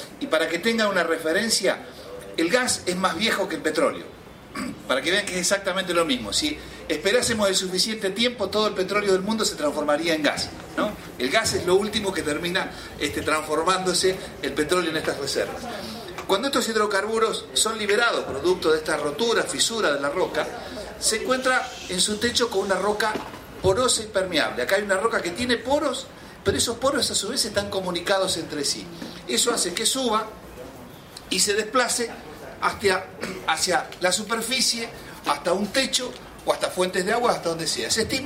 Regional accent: Argentina; Yo soy de Argentina

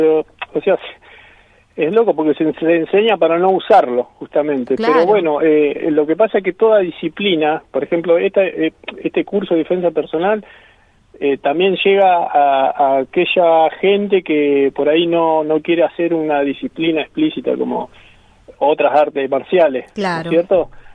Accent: Buenos Aires, Argentina; Yo soy de Buenos Aires, en Buenos Aires.

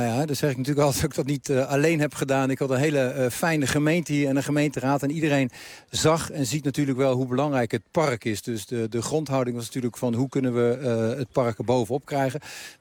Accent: Haarlem, North Holland, Netherlands; Ja, dat klopt. Ik ben een man uit Haarlem.

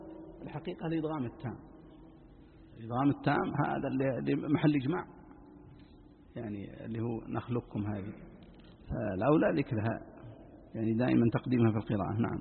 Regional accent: Najd, Saudi Arabia; عندنا في نجد القاف ينطقونها قاء

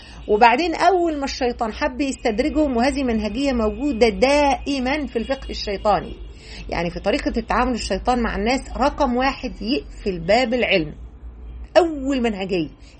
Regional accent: Egypt; يعني إحنا عندنا في مصر مثلا

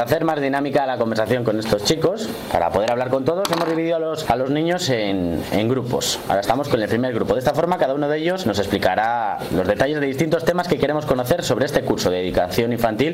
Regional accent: San Felices, Cantabria, Spain; nos encontramos en los corrales de Buelna, cerca de mi pueblo. Yo soy de San Felices, además.

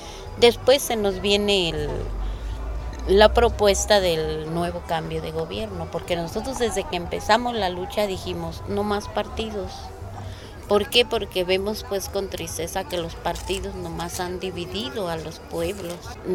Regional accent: Cherán, Michoacán, Mexico; tengo 57 años, soy nativa de aquí de mi pueblo de Cherán, he vivido siempre aquí, nunca he salido y me siento orgullosa de seguir viviendo aquí.

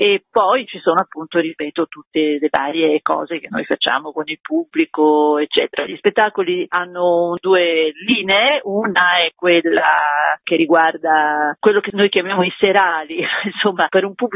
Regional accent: Genoa, Liguria, Italy; io sono genovese, cresciuta praticamente con i suoi disegni e con i famosi libri per bambini che lui fece tra gli anni 60 e gli anni 70.

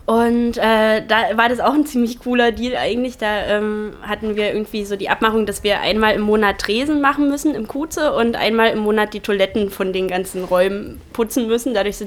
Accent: Potsdam, Brandenburg, Germany; Na, ich komme halt aus Potsdam

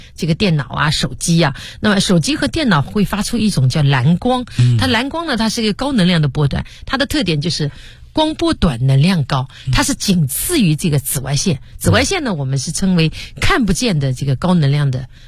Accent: Shaoxing, Zhejiang, China; 我的老家在绍兴。

